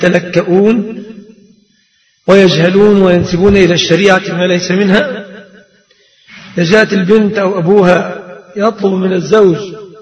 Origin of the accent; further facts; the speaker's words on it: Egypt; في الصداق في بلادنا مصر في الغالب متمثل في ثلاثة أشياء